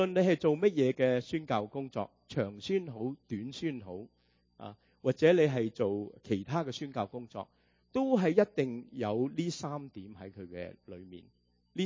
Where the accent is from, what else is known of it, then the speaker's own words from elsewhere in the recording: United States; 我们美国人的文法就乱晒龙